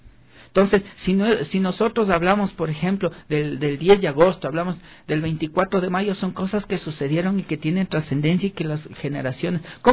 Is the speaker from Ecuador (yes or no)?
yes; Ecuador; qué es lo que nosotros debemos hacer como ecuatorianos?